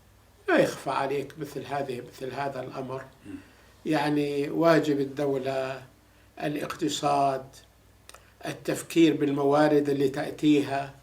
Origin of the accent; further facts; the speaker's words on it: Syria; إحنا كنا نتمنى كسوريين أن يكون الوضع هادئ في الأردن